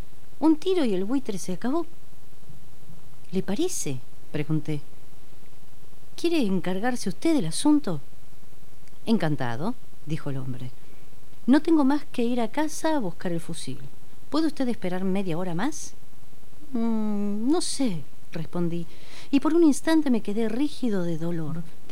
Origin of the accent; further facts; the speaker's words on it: Martín Coronado, Buenos Aires Province, Argentina; una revista barrial que sale en Coronado, Martín Coronado, de donde soy yo